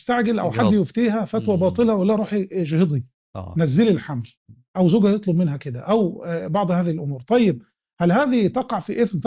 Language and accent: Arabic; Egypt; خاصه مثلا عندنا في مصر في بعض الريف الصعيد